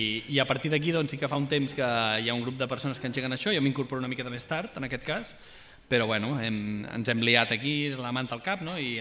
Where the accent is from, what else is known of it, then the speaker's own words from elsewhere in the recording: Sabadell, Catalonia, Spain; molt amable amb els forasters, sobretot, que venim de Sabadell